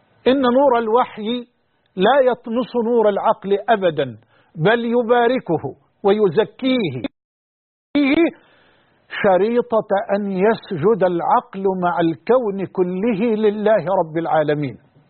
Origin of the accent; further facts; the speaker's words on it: Egypt; وأن يحفظ بلدنا مصر وجميع بلاد